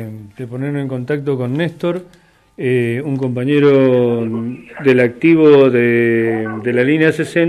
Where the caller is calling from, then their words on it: Mendoza, Argentina; somos de Mendoza, Radio Comunitaria de Cuyún.